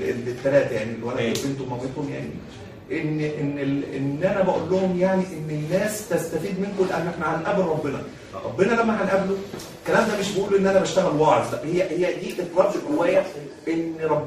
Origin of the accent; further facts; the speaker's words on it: Egypt; انما انا مصري